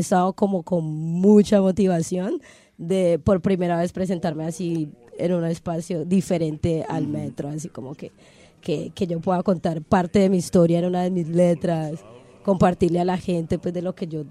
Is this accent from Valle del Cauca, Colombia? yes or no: yes; Cali, Valle del Cauca, Colombia; moved away as an adult; now in Spain; De por ahí, ay, de Cali, Colombia, Y pues bueno, tengo 29 años, vengo de Cali, llevo aquí año y medio.